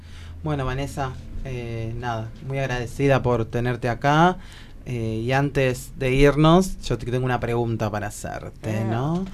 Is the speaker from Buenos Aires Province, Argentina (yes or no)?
yes; La Loma, Buenos Aires Province, Argentina; Sí, desde que nací en La Loma, así que...